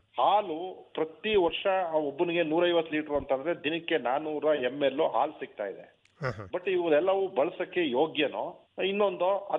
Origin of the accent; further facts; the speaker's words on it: Satyagala, Karnataka, India; ಸತ್ಯಗಾಲ ಗ್ರಾಮ, ಕೊಳ್ಳೇಗಾಲ ತಾಲೂಕು, ಚಾಮರಾಜನಗರ ಜಿಲ್ಲೆ. ನಾನು ಮೂಲತಃ ಕೃಷಿ ಕುಟುಂಬದಿಂದ ಬಂದಿರೋಂಥದ್ದು.